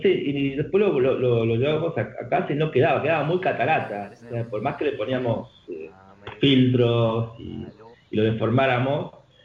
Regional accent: Tucumán, Argentina; accent: Tucumán; O el mismo acento nuestro, o sea, nuestro acento tucumano es lo mejor que nos pudo haber pasado.

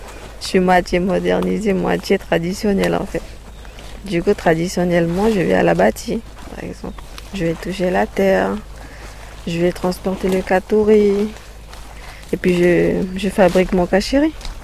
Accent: French Guiana; first language Wayana; French is a second language; Et puis notre langue maternelle, c'est le Wayana. Mais après, ça a changé beaucoup depuis parce que on mélange beaucoup en fait. On met du créole, on met du français, on met un peu du taki-taki au fond.

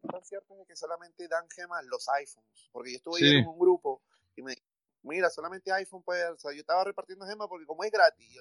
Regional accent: Peru; also born or lived in United States; Yo soy peruano, viví 9 años

